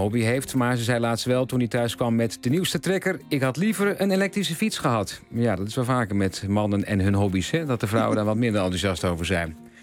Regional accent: Overijssel, Netherlands; ik kom dan niet uit Zeeland, maar uit Overijssel.

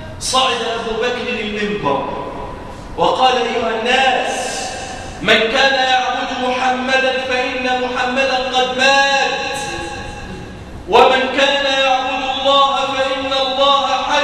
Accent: Damietta, Damietta Governorate, Egypt; اللهم احفظ بلادنا مصر واجعلها واحة للأمن والأمان. اللهم احفظ بلادنا دمياط واجعلها واحة للأمن والأمان

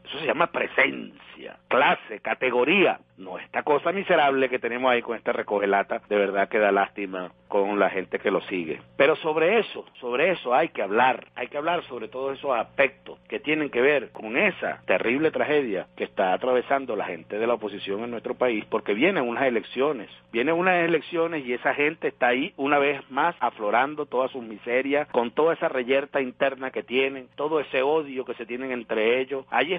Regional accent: Venezuela; nos dignifica como venezolanos

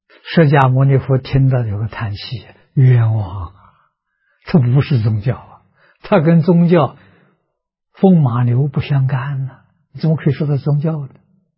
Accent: China; 我们中国人所谓心浮气躁，心浮气躁生烦恼。

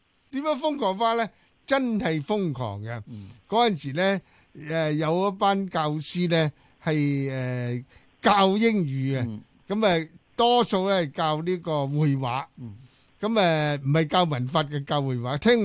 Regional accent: Hong Kong; 我們覺得他們覺得香港來的人呢無論是男女老少都是講英文的

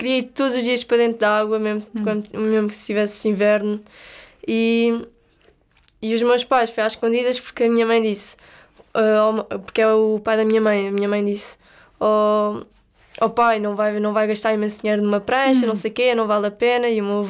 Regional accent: Estoril, Lisbon, Portugal; tenho 22 anos, sou de Estoril

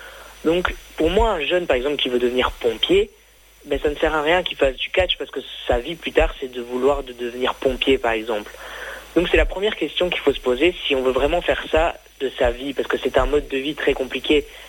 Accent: Belgium; je connais pas trop parce que ben, je suis belge.

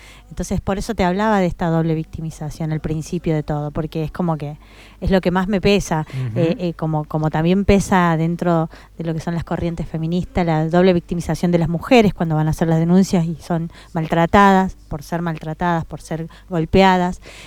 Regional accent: Jujuy, Argentina; Más allá de que yo soy jujeña y demás, siento que esta tierra también es parte mía

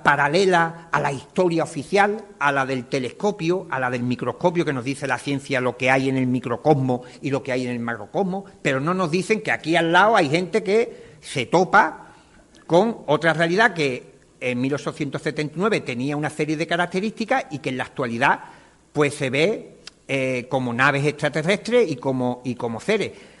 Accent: Cádiz, Andalusia, Spain; born there; Yo nací en Cádiz, no tengo otro.

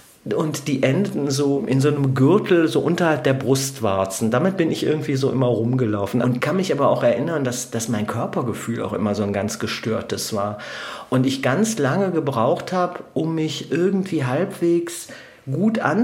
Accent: Duisburg, North Rhine-Westphalia, Germany; Also ich bin als Säugling bin ich ins Ruhrgebiet gekommen und da war es wirklich noch das volle Ruhrgebiet, die volle Dröhnung, also der volle Ruß, der volle Industriehimmel.

